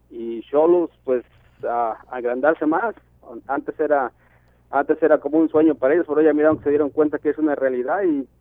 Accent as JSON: {"language": "Spanish", "country": "Mexico", "said": "No, pues fíjate que uno como, por ejemplo, siendo mexicano, ¿verdad?"}